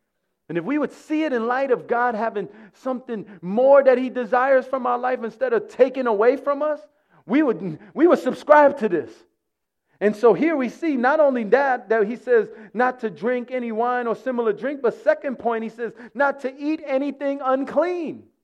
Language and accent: English; New York City, New York, United States; You see, I grew up here in New York City, as you heard earlier.